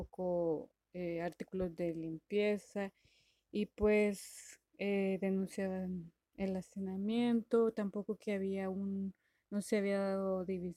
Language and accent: Spanish; El Salvador; soy de El Salvador